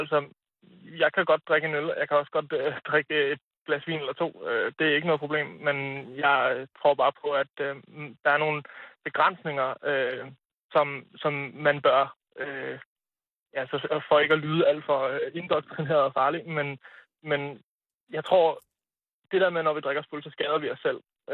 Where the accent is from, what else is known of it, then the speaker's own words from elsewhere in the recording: Hadsund, North Denmark Region, Denmark; now in Herning, Denmark; Jeg er flyttet til Herning. Jeg kommer oprindeligt fra Nordjylland.